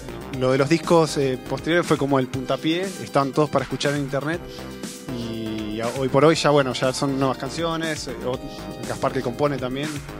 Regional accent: Mar del Plata, Buenos Aires Province, Argentina; Es una banda de gente que somos todos de Mar del Plata.

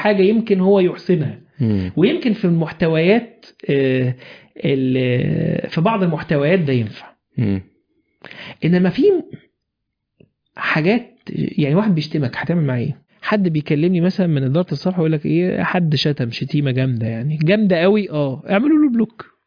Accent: Egypt; بس عندنا في مصر كده

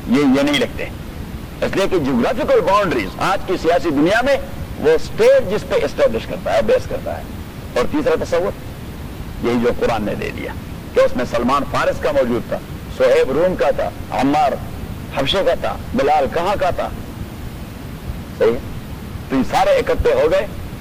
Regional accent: Khyber Pakhtunkhwa, Pakistan; میں سرحد سے ہوں میں بھی لکھتا ہوں

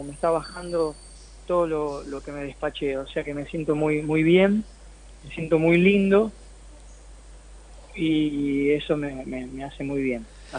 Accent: Campana, Buenos Aires Province, Argentina; se filmó donde yo me crié, en Campana, Lima, Otamendi, Zárate, por ahí.

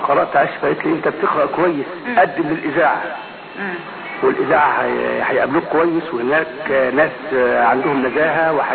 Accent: Dakahlia, Egypt; من منية محل الزمن تقهلي مركز المنصورة

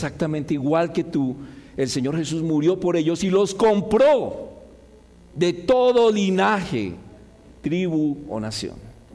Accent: Colombia; aunque somos colombianos, culturas radicalmente diferentes

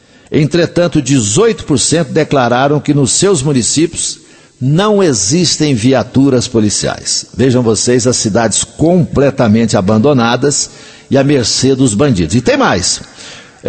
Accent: Coromandel, Minas Gerais, Brazil; eu vou começar na minha terra. E as pessoas ali de Coromandel, da região, que quiserem participar

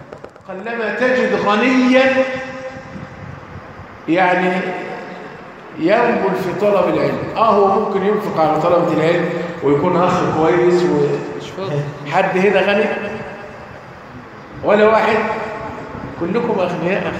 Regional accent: Egypt; يعني عندنا في مصر يكون اثار ليه؟ فرعونية

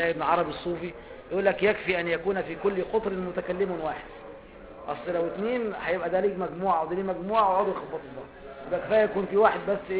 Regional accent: Egypt; زي عندنا في مصر

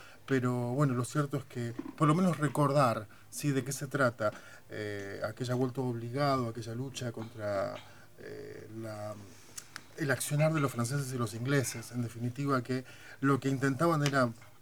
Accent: Argentina; para aquellos que somos argentinos

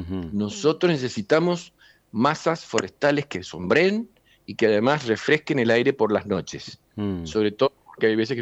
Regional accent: San Juan, Argentina; La Rioja, Catamarca, Salta, Jujuy, nosotros, San Juan, etcétera, hasta Neuquén, y más abajo también, somos andinos

